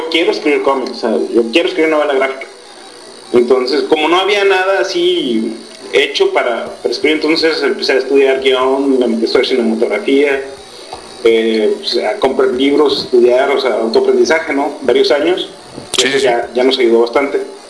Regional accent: Monterrey, Nuevo León, Mexico; yo soy de Monterrey

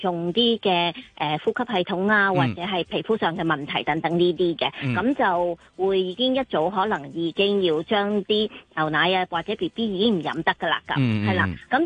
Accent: China; 即係譬如我哋中國人好中意飲豆漿啊呢啲

